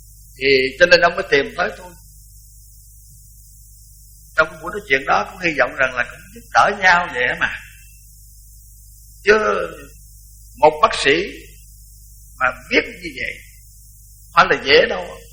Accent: Mỹ Tho, Tiền Giang, Vietnam; Còn tôi thì tôi nói tôi là người Mỹ Tho, cũng là Nam Bộ, mà nếu nói theo cái đời Pháp thì gọi là Nam Kỳ.

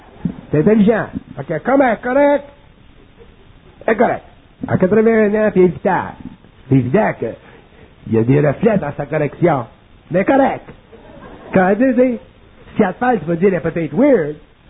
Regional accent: Quebec, Canada; Puis on est des Québécois

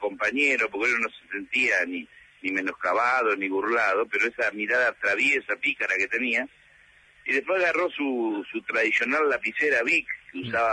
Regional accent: Lomas de Zamora, Buenos Aires Province, Argentina; Pero yo vengo de Loma de Zamora

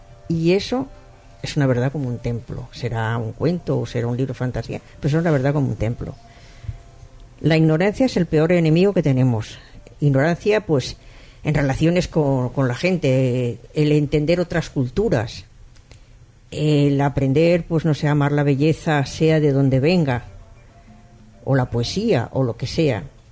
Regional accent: Spain; yo me considero, pues oye, española sí

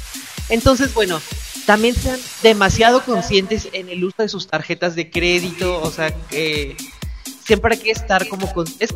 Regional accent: Mexico; también como mexicanos y como...

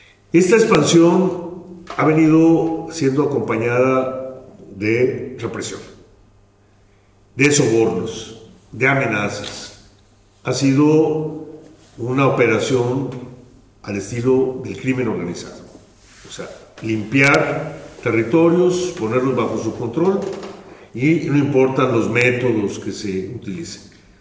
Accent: Oaxaca, Mexico; yo vengo del Istmo de Tehuantepec, que es una región más al sur. Estamos casi en frontera con Chiapas. De hecho, una parte de Chiapas es esta zona del Istmo de Tehuantepec, que es la parte más estrecha de México.

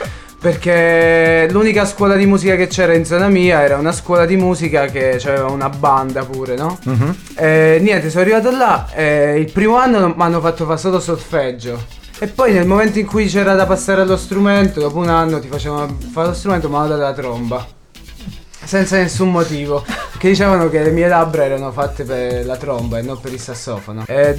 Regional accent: Sapri, Campania, Italy; io sono partito da Sapri, che è un paesino in provincia di Salerno.

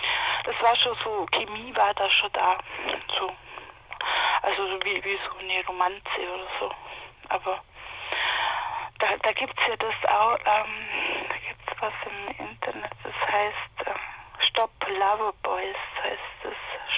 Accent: Marktoberdorf, Bavaria, Germany; Und da bin ich eigentlich geboren in Marktoberdorf.

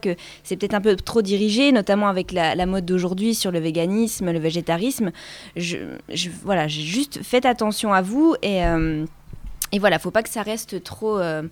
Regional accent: Le Ménil, Grand Est, France; now in Plombières-les-Bains, France; je viens pas tout à fait de Plombières-les-Bains, je suis plus originaire des Hautes-Vosges, donc au Ménil.

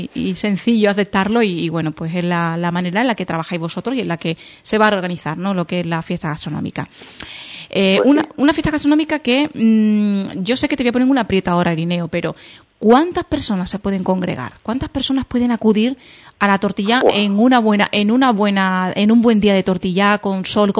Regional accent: Andalusia, Spain; como buena andaluza, yo soy exagerada

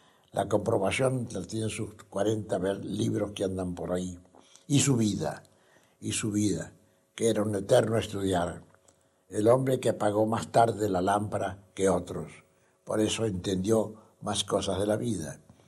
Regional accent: Argentina; en mi país, acá en la Argentina y aquí en Córdoba

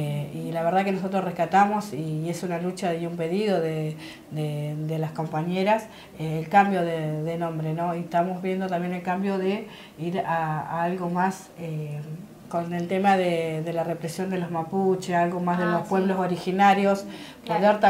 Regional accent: Buenos Aires, Argentina; nosotros somos de Buenos Aires y por ahí gestionamos más

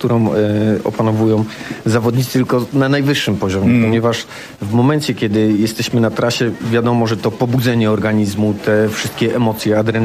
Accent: Duszniki-Zdrój, Lower Silesian Voivodeship, Poland; Jestem stąd, jestem rodowitym duszniczaninem.

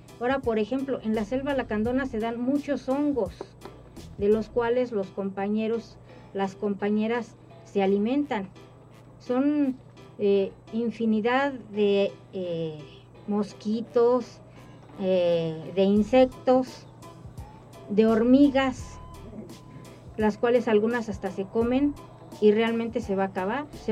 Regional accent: Mexico; no creo que este progreso sea realmente el que queremos como mexicanos, como mexicanas.

